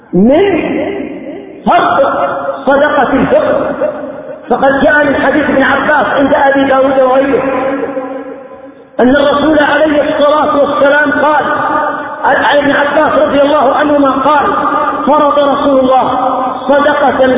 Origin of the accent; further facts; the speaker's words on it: Yemen; قضية الفقراء خصوصا عندنا في اليمن